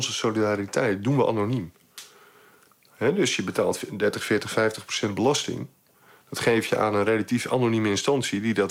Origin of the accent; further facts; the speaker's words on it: Netherlands; Dat trekken wij als Nederlanders niet.